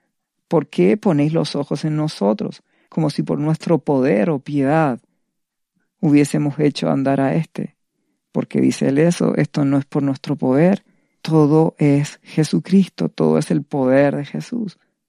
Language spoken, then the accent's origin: Spanish; Chile; En la actualidad, yo en mi país, Chile, estamos viviendo una serie de situaciones